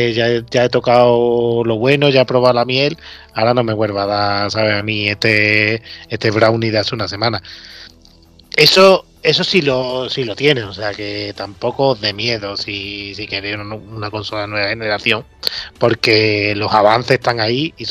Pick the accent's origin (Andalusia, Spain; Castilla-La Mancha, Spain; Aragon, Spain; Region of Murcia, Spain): Andalusia, Spain; Seville; Pero a los sevillanos nos gusta dar coraje. Somos los dos de Sevilla, hemos dicho